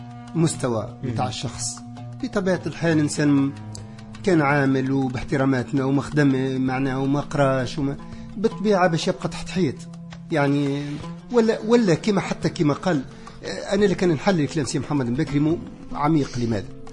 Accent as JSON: {"language": "Arabic", "town": "Souk El Had", "country": "Tunisia", "tie": "born or raised there", "said": "أنا في قريتي في سوق الحد"}